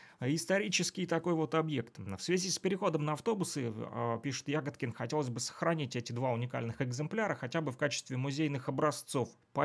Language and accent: Russian; Luhansk, Luhansk Oblast, Ukraine; now in Kirovsk, Ukraine; я тоже уроженец города Луганска, да, вот, несмотря на то, что проживаю в Кировске. Вот, сам я родом из Луганска.